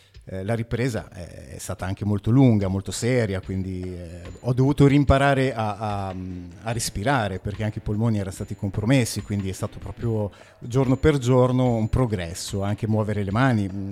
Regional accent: Alfonsine, Emilia-Romagna, Italy; also born or lived in Massa Lombarda; now in Forlì, Italy; Sono nato a Massa Lombarda, però vivevo ad Alfonsine all'epoca

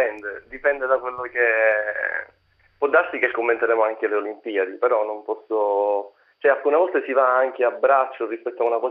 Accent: Sicily, Italy; noi stessi in quanto siciliani

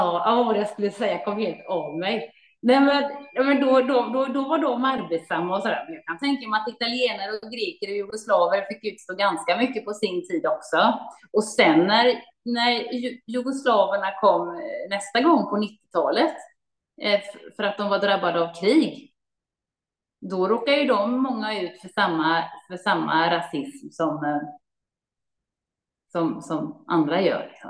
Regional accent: Gothenburg, Västra Götaland County, Sweden; Det var 80-talet när jag växte upp i Göteborg.

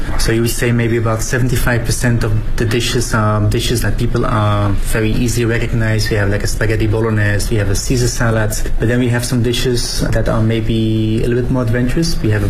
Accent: Belgium; I'm from Belgium, so it's kind of a classic cone of how we would normally eat it down the street

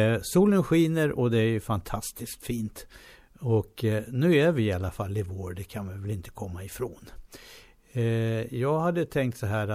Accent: Stockholm, Stockholm County, Sweden; born there; Då gick man ner till idrottsplatsen där hemma i Hjorthagen där jag födde.

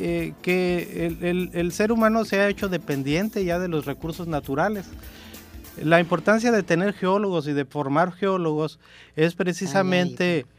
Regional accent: Mexico; nosotros lo sufrimos como mexicanos en carne propia en el sismo del 85

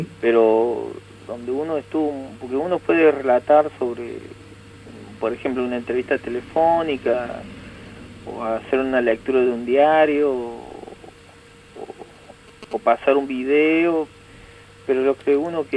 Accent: Córdoba, Argentina; soy de Córdoba. Mi nombre, mi apellido en realidad tiene un origen aymara, pero yo nací en Córdoba, como te decía.

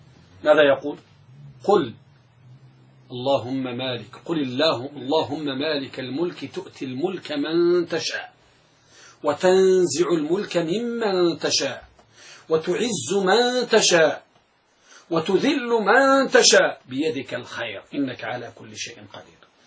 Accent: Morocco; ولهذا أحد الجلادين عندنا بالمغرب يدعى عبد العاطي

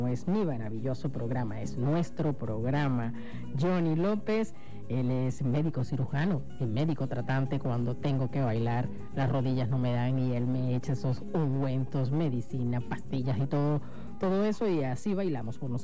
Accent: Anzoátegui, Venezuela; He estado en Suátegui, mi tierra natal, específicamente en el sector Palotal, o en Margarita

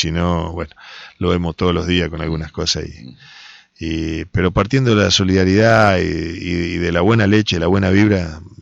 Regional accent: Entre Ríos, Argentina; Yo me crié acá, nací acá en San Luis 241 hasta que me casé y me fui al barrio Lesca, pero nací en San Luis y Pueyrredón, me crié, hice toda mi juventud, mi vida, mi niñez

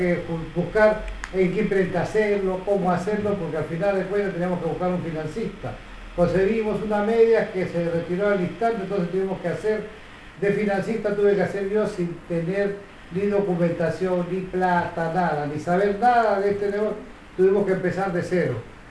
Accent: Peru; nosotros los peruanos somos muy devotos del Señor de los Milagros

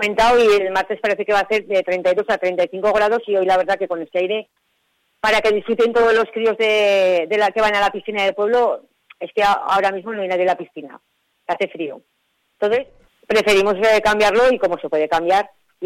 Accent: Cabanillas, Navarre, Spain; son todo gente de nuestro pueblo, somos todos gente de Cabanillas

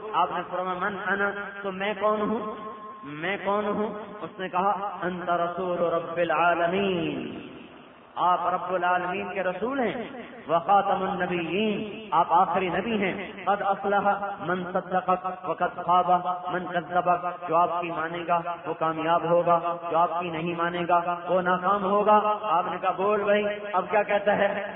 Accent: Multan, Punjab, Pakistan; چلو یہ تو بستی ہے، ضلع ملتان، میرا ضلع ملتان

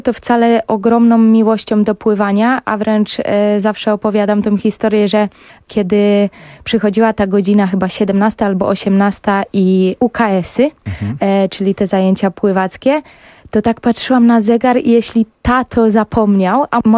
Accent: Bydgoszcz, Kuyavian-Pomeranian Voivodeship, Poland; warunki pogodowe i ukształtowanie terenu tam, gdzie obecnie mieszkam, są zdecydowanie lepsze niż w Bydgoszczy, skąd pochodzę.

